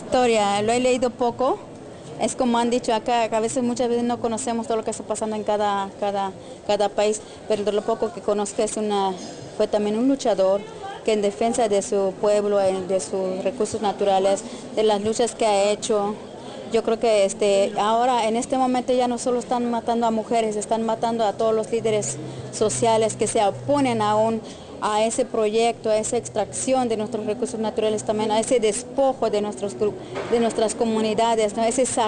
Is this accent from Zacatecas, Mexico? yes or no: no; Chiapas, Mexico; first language Tzotzil; Spanish is a second language; yo hablo tzotzil, soy de Chiapas, de México, pertenezco a una comunidad que se llama Bayalemo, municipio de La Rainza.